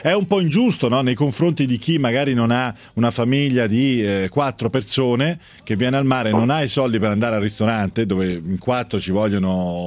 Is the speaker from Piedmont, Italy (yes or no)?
no; Tuscany, Italy; che si paga anche in Toscana dalle mie parti, 15 euro.